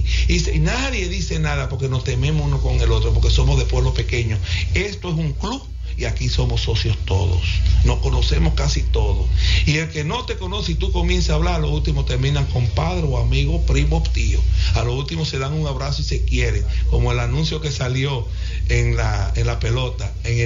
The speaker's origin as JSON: {"language": "Spanish", "region": "Santiago", "country": "Dominican Republic", "said": "lo que sabemos y lo que somos de Santiago y lo que somos de cada pueblo"}